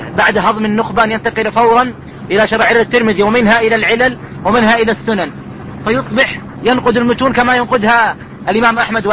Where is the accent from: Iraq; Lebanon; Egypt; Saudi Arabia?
Saudi Arabia; Riyadh, Riyadh Province; عندنا في الرياض ظهرت ما يسمى بالتفريق بين منهج المتقدمين ومنهج المتأخرين،